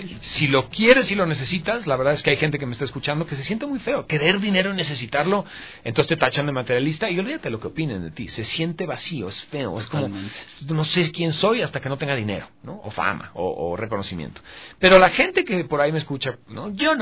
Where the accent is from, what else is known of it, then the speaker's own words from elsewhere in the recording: Mexico; accent: Mexican; Pues hablo como mexicano y se acabó.